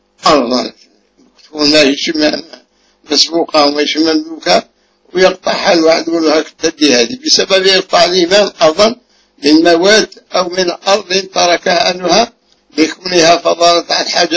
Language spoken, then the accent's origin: Arabic; Egypt; الالتزام المعروف عندنا في مصر وغيرها